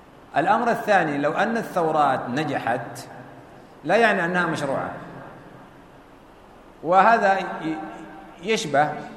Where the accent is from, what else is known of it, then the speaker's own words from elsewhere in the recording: Sudan; في بلدنا السودان